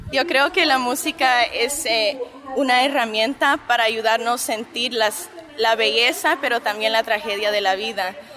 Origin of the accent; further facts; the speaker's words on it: San Fernando Valley, California, United States; Yo crecí en el Valle de San Fernando. Mi papá es alemán, judío, chileno. Mi mamá es guatemalteca.